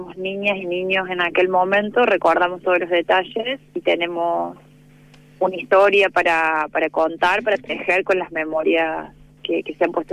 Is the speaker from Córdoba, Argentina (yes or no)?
yes; Río Tercero, Córdoba, Argentina; para quienes somos de Río Tercero, es como un chiste cotidiano